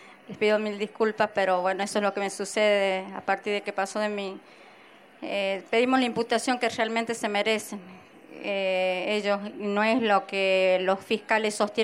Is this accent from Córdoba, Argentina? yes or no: no; Catamarca, Argentina; Nosotros somos de Catamarca.